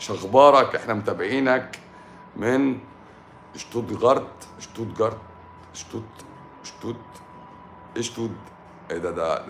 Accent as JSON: {"language": "Arabic", "town": "Tanta", "region": "Gharbia", "country": "Egypt", "tie": "born or raised there", "said": "بلدي طنطا انا احب اعيش اول"}